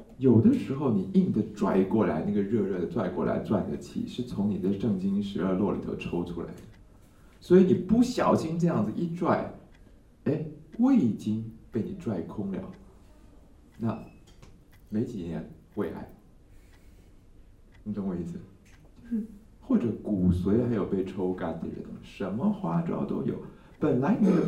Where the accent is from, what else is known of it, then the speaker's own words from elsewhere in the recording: Taiwan; 这个short circuit， 我们台湾人叫短路，你们叫什么？